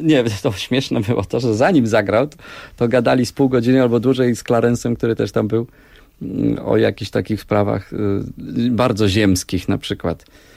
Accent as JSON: {"language": "Polish", "town": "Jelenia Góra", "region": "Lower Silesian Voivodeship", "country": "Poland", "lives_now": "Warsaw, Poland", "said": "ja jestem z Jeleniej Góry, ale mieszkam od lat w Warszawie."}